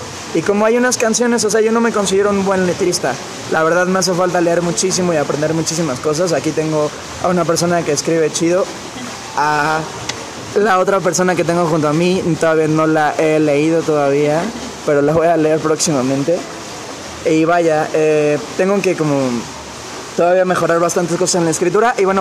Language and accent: Spanish; Cancún, Quintana Roo, Mexico; moved away as an adult; Y crecí ahí en Cancún, bueno, entre comillas, porque no soy muy alto, pero bueno, ahí tuve mi pubertad, mi adolescencia, y estuve ahí hasta los 23 años.